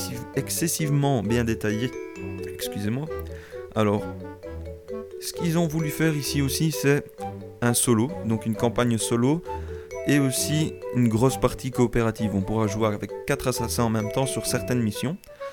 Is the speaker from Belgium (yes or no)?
yes; Belgium; je ne suis pas français, mais je suis belge, mais ça se passe dans un pays limitrophe